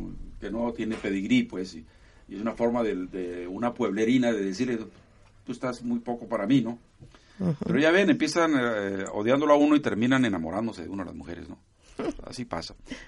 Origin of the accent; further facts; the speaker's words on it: Tijuana, Baja California, Mexico; born there; yo soy de Jalisco prácticamente. O sea, yo nací en Tijuana. Al año que llegamos a Tijuana, en el 52... En el 53 nací, pero la comida, la música, sí. las tradiciones religiosas, todos venían de Jalisco